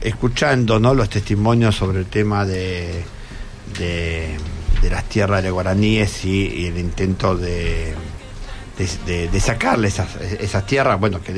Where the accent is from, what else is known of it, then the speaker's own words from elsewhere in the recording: Buenos Aires, Argentina; soy de Flores.